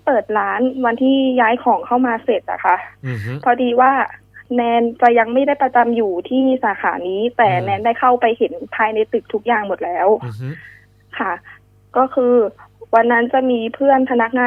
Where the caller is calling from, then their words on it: Bangkok, Thailand; แถวสิริราชค่ะ